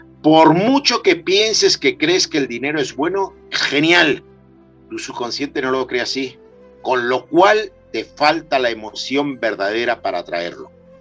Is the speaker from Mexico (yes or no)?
yes; Mexico; Como latinos, como mexicanos, somos muy dados a criticar y criticamos